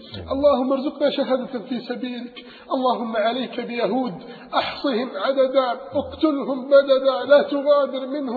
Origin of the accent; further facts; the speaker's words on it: Alexandria, Alexandria Governorate, Egypt; لم يستطيعوا توديعه على الشاطئ عندنا في الإسكندرية